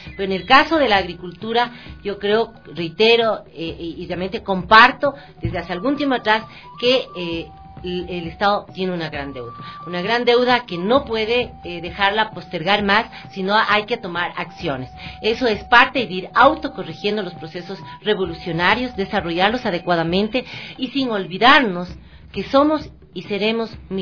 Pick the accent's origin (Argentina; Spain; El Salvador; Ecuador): Ecuador; conciencia de lo que realmente representamos como ecuatorianos, de esta maravillosa tierra